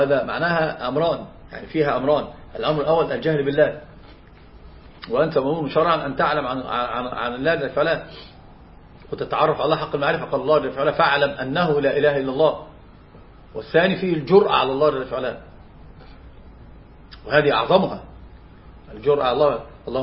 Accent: Egypt; فطبعا هناك عندنا في مصر مثلا

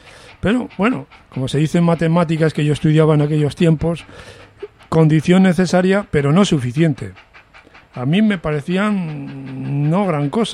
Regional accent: Medina de Pomar, Castile and León, Spain; Y lo hicieron cerca de mi pueblo, que se llamaba Medina de Pomar.

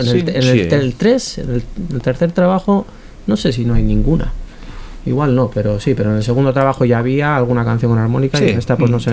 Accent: Santurtzi, Basque Country, Spain; Sí, o sea, por mí sí, porque soy de Santurchi.

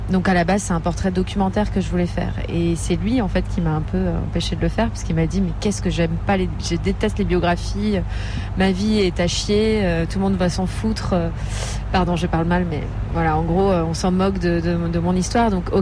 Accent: France; je suis française et portugaise, c'est vraiment la double nationalité.

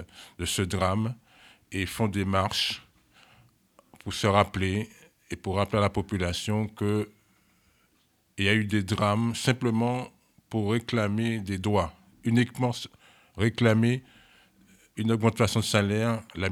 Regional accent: Martinique; Oui, on reste dans la zone des Caraïbes. Moi, je viens de Martinique.

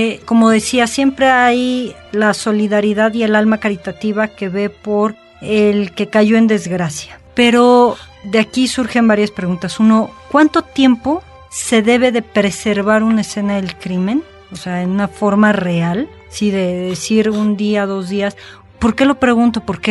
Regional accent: Mexico; quizá como buena mexicana de repente soy un poco escéptica

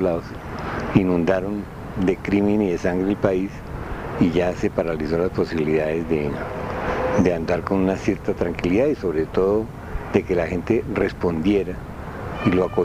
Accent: Bogotá, Colombia; born there; Yo nací en Bogotá.

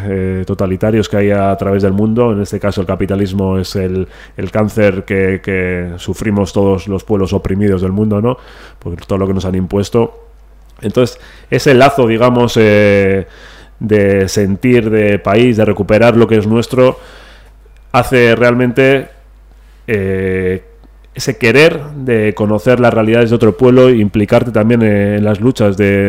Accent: Basque Country, Spain; con la identidad de nuestro pueblo, de mi pueblo en este caso, ¿no?, el pueblo, el País Vasco

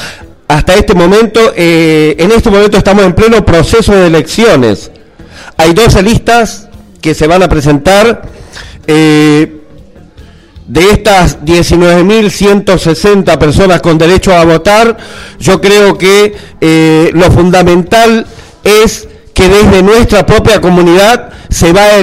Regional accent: Buenos Aires, Argentina; de Villa 2124 Barracas.

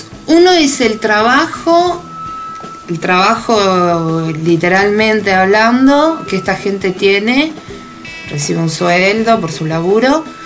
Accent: Argentina; moved away as an adult; me habían pedido que grabe con mi voz de Argentina, que aparte nuestro acento es recotizado.

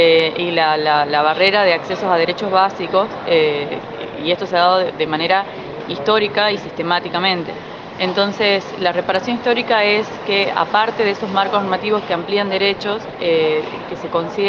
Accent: Tucumán, Argentina; Yo creo que primero, como población tucumana

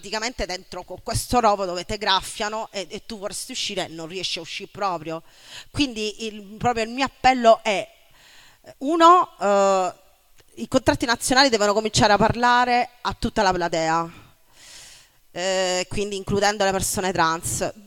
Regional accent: Argentina; now in Italy; posso esistere nel mio paese di origine, l'Argentina

